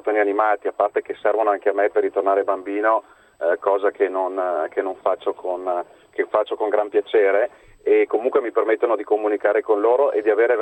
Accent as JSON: {"language": "Italian", "town": "Verona", "region": "Veneto", "country": "Italy", "said": "io sono di Verona, quindi posso dare un contributo logistico a metà strada, oppure anche a Milano. Milano la conosco bene."}